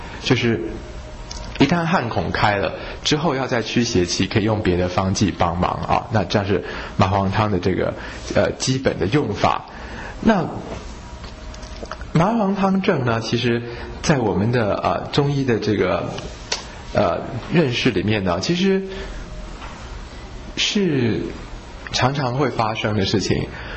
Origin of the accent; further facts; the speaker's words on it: Taiwan; 可是我们台湾人呢，除了腠理虚松之外呢，更加的是我们台湾人大部分都是阳虚阴实啊